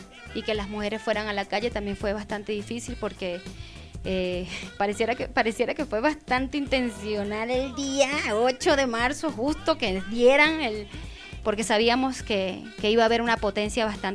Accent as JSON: {"language": "Spanish", "town": "Guanare", "region": "Portuguesa", "country": "Venezuela", "tie": "born or raised there", "said": "no tenemos cómo comunicarnos con Guanare, que es mi pueblo."}